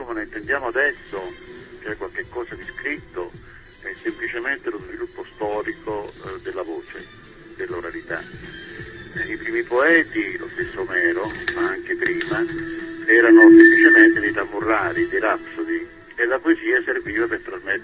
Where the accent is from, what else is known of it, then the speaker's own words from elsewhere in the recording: Calabria, Italy; Beh, sono un ragazzo di Calabria, sono nato vicino a Crotone